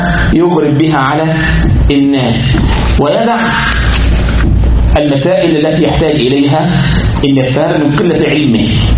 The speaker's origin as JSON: {"language": "Arabic", "country": "Egypt", "said": "عندنا في مصر يقول لك كده اسأل مجرب ولا تسأل طبيب"}